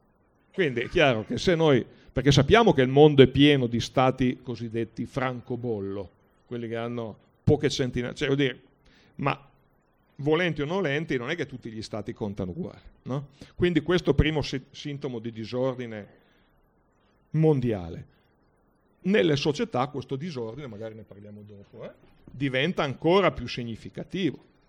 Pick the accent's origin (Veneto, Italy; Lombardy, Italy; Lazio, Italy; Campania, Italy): Lombardy, Italy; Brescia; Io vengo da Brescia.